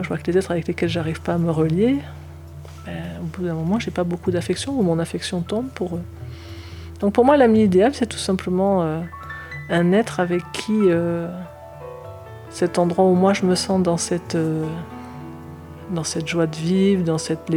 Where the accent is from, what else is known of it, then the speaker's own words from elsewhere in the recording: south of France, France; Je suis du Sud, avec un papa marseillais, une maman rémoise, mais qui avait une sacrée tchatche.